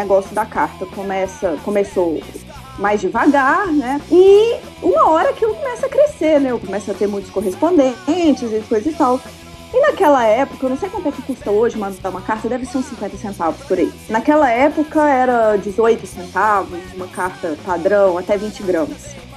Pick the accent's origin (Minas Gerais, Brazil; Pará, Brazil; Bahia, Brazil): Minas Gerais, Brazil; Divinópolis; eu sou natural de Divinópolis, que é interior de Minas, certo, perto de BH